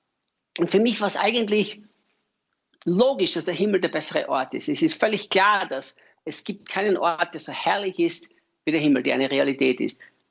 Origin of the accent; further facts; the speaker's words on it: Austria; als Österreicher, der dem deutschsprachigen Raum dienen darf.